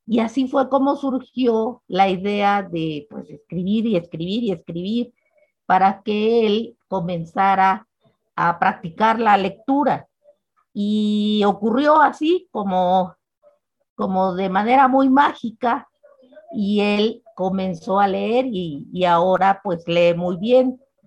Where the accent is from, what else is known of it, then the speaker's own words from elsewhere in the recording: Oaxaca, Mexico; Yo soy de Oaxaca y vivo en Oaxaca desde hace ya muchos años y estoy muy feliz de estar en esta ciudad que me parece maravillosa.